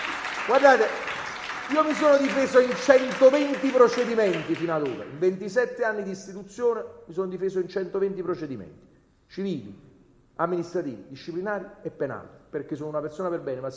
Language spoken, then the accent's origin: Italian; Naples, Campania, Italy; E allora lo dico per andare a chiudere da napoletano.